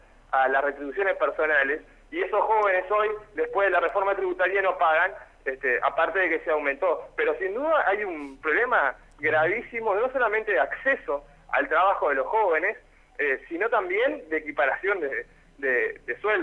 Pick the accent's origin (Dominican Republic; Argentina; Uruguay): Uruguay; Montevideo; Yo tengo 26 años, provengo del Cerro de Montevideo.